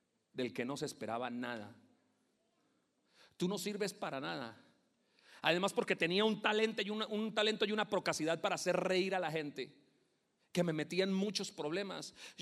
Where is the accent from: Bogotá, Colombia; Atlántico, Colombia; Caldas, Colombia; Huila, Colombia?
Bogotá, Colombia; born there; Cuando yo nací acá, escúcheme, yo nací en Bogotá.